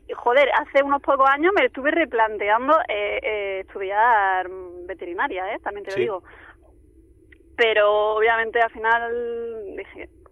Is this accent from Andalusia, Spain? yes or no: yes; La Carolina, Andalusia, Spain; vengo de un pueblo de Jaén, que se llama La Carolina.